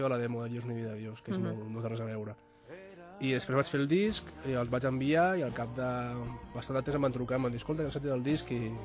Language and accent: Catalan; El Masnou, Catalonia, Spain; Jo soc del Masnou, sí.